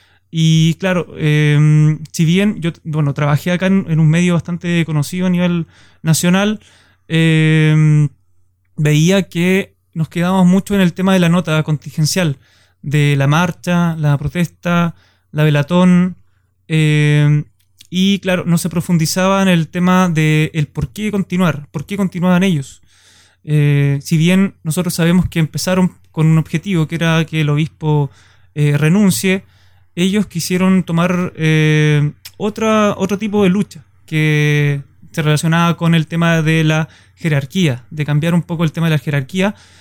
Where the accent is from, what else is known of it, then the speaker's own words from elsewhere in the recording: Valdivia, Los Ríos, Chile; Yo soy de Valdivia, estudio en Valdivia